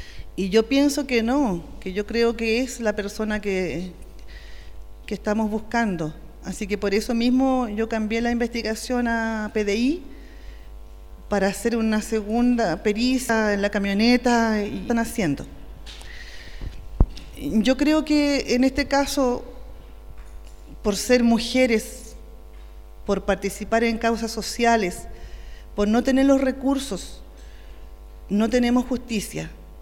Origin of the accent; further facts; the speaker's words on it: Temuco, Araucanía, Chile; vengo de Temuco